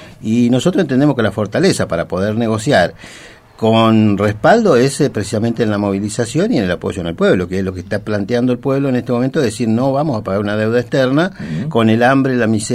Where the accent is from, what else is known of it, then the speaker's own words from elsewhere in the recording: Argentina; somos todos los argentinos los que pagamos la enorme riqueza